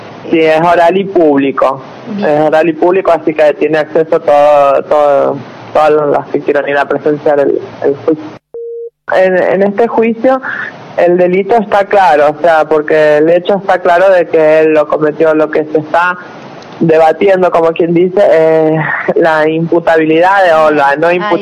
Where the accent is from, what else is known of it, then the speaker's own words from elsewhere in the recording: San Juan, Argentina; yo soy oriunda de San Juan